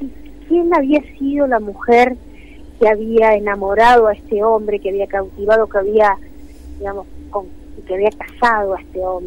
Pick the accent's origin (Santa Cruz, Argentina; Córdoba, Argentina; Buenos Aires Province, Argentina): Buenos Aires Province, Argentina; Mar del Plata; now in Buenos Aires, Argentina; Estoy en Buenos Aires. Estoy ansiosa por viajar a Mar del Plata, mi ciudad natal.